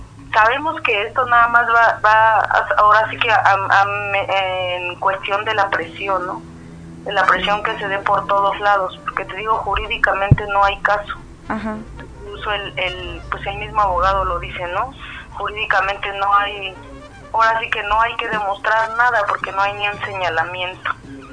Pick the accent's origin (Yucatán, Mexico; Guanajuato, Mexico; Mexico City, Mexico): Mexico City, Mexico; now in Oaxaca, Mexico; Yo soy del DF, toda mi familia vive en el DF.